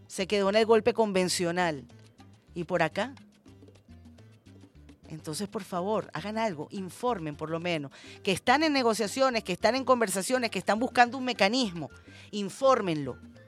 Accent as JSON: {"language": "Spanish", "country": "Venezuela", "said": "preocupados como venezolanos, preocupados como revolucionarios."}